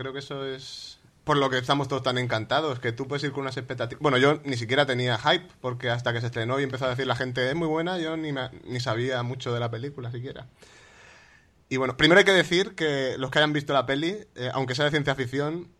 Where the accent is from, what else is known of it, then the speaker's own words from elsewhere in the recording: Orihuela, Valencian Community, Spain; soy de Orihuela, es una ciudad pequeña